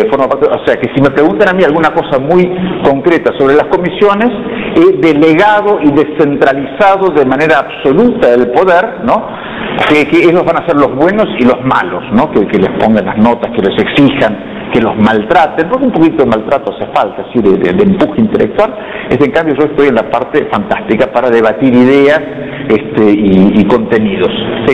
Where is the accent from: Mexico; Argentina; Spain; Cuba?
Argentina; Córdoba; born there; de origen, nací en Córdoba, así después no viví nunca, pero en fin, de origen cordobés